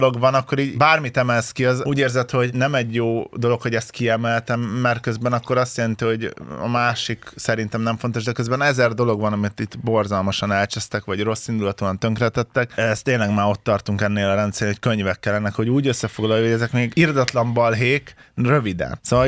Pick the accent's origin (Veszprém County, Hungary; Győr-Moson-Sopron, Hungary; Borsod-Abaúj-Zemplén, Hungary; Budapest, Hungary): Veszprém County, Hungary; Tapolca; born there; De igazából Tapolcán születtem, de Veszprémben is laktunk, csak már így keverem, hogy mikor, hol.